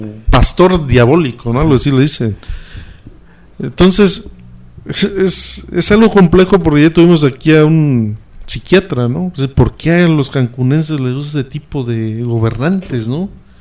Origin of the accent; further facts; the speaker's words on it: Mexico; y lo digo, y soy mexicano, pero sí da coraje